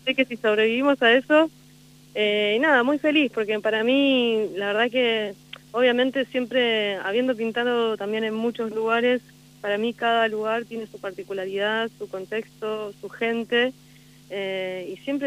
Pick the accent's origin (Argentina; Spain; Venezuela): Argentina; Buenos Aires; Sí, de Buenos Aires